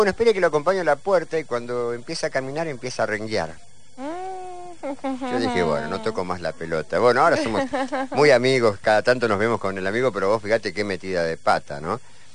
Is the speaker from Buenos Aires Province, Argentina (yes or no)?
yes; Don Torcuato, Buenos Aires Province, Argentina; Todos los que somos de Torcuato, que estamos acá, son salvajes.